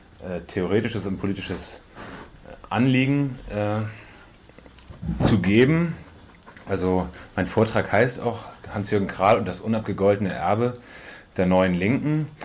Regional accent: Hamburg, Germany; Für uns als Hamburger war das jetzt nicht so alles selbstverständlich, wir müssen uns da gewissermaßen von außen einarbeiten.

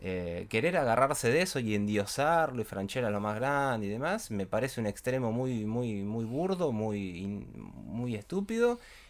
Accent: Argentina; Los espectadores somos nosotros, somos los argentinos.

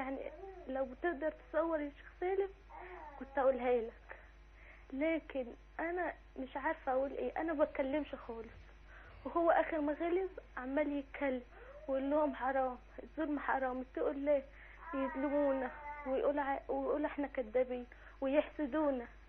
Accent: Cairo, Cairo Governorate, Egypt; انا من القاهره

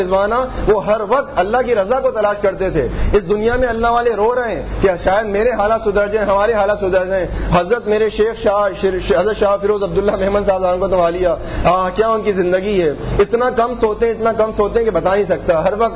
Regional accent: Mecca, Makkah Province, Saudi Arabia; also born or lived in Jeddah; میں 10 سال مکہ میں رہا, 10 سال جدہ میں رہا, میرا مکہ شریف میں بچپن گزرا ہے.

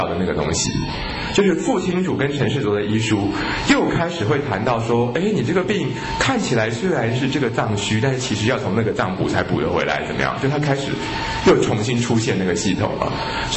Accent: China; 我们中国的中医都会说

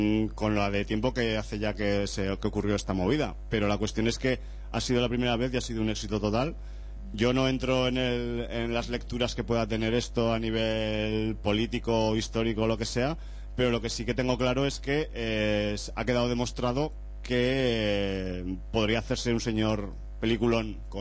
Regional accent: Zaragoza, Aragon, Spain; está mal que lo diga yo porque soy de Zaragoza

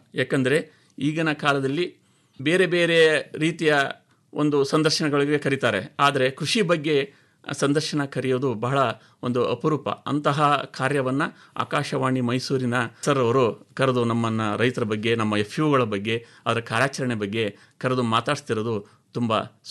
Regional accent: Udutadi, Karnataka, India; ನಮ್ಮ ಊರು ಒಂದು ಶಿವಶರಣರ ನಾಡು. ಶಿಕಾರ್ಪುರ ಅಂದರೆ ಶಿವಶರಣರ ನಾಡು ಅಂತಲೇ ಪ್ರಖ್ಯಾತಿಯನ್ನು ಹೊಂದಿರತಕ್ಕಂತಹ ನಾಡು.

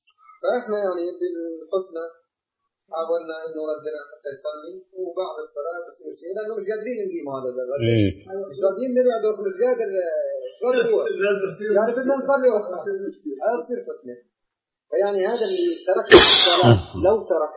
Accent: Jordan; إحنا جايين من الأردن

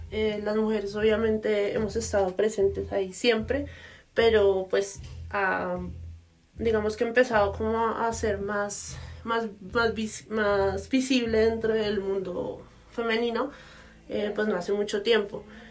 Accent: Bogotá, Bogotá Capital District, Colombia; soy de Bogotá.

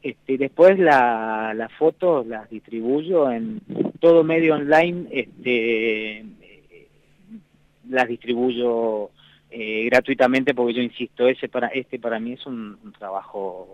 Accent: Resistencia, Chaco, Argentina; Yo vengo del Chaco, y en Resistencia nos conocemos todos

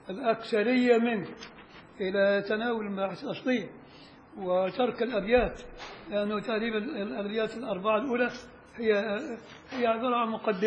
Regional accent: Upper Egypt, Egypt; أنا صعيدي عشان ما حدش يزعل، بس الصعيدة لا يعترفون بنا، ولك الصعيد فوق، تروح لغاية المليون الصعيد فوق، فين بقى؟ احنا في بني سويف

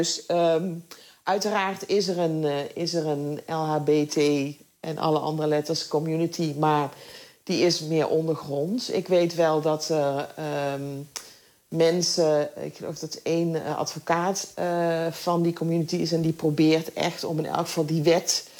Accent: Netherlands; ik ben in Nederland opgegroeid en ik ben niet opgegroeid met de Bijbel.

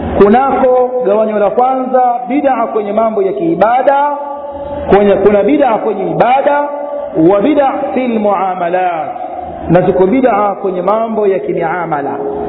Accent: Tanga, Tanga Region, Tanzania; mpaka kule kwetu, yani kwetu Tanga, kwenye chuo cha Tamtam Shamsia

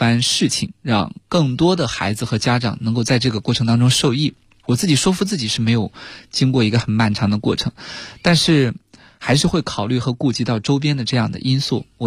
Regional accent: Shaanxi, China; 然后像我的家乡陕西

